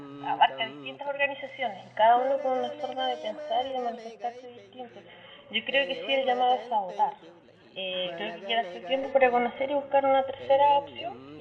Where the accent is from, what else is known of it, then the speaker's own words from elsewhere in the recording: Nueva Imperial, Araucanía, Chile; soy de territorio de la Araucanía, específicamente la ciudad Nueva Imperial